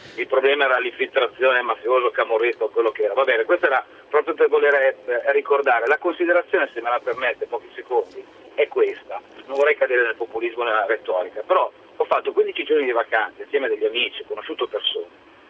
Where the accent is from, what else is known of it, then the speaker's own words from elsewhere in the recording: Milan, Lombardy, Italy; Sono di Milano ma chiamo dalla bella Vieste.